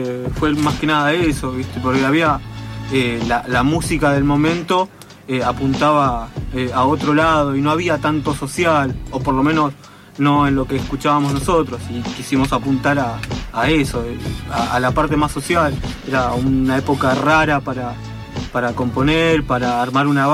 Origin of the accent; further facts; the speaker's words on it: José C. Paz, Buenos Aires Province, Argentina; provincia, donde somos nosotros José de Paz, San Miguel